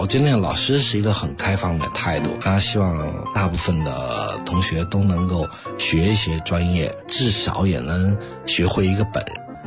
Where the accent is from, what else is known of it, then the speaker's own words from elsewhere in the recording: Chengdu, Sichuan, China; 我小时候是在成都出生和长大的。